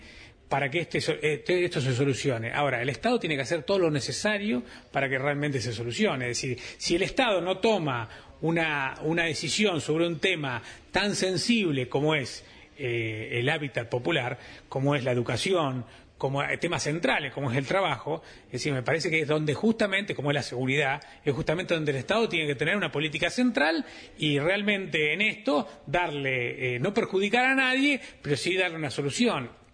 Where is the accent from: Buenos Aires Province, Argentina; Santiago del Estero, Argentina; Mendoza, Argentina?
Buenos Aires Province, Argentina; Mercedes; yo que soy de Mercedes